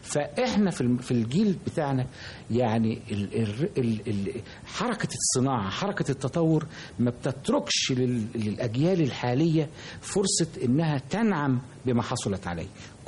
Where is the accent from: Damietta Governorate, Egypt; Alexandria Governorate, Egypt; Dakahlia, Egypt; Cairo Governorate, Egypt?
Damietta Governorate, Egypt; Damietta; لان انا كنت تربية طفولتي في دمياط، ودمياط كان لها تقاليد مختلفة كثيرا عن القاهرة